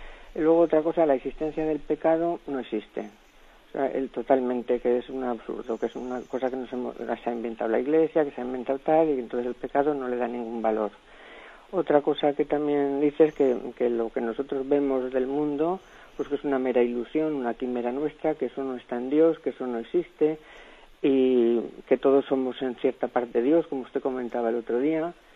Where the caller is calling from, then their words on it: Valencia, Valencian Community, Spain; de Valencia.